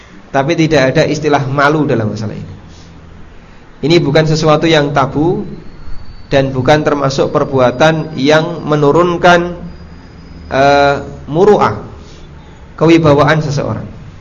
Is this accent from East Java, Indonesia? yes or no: yes; Paciran, East Java, Indonesia; Jadi di kampung saya dulu, tapi dulu ya, di Paciran, Lamongan, makan di warung itu menjatuhkan muru'ah.